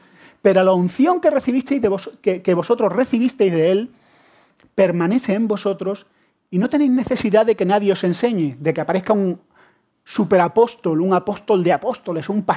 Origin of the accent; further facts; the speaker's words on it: Andalusia, Spain; Lo que siempre lo digo, todo el mundo piensa. Como soy andaluz, claro.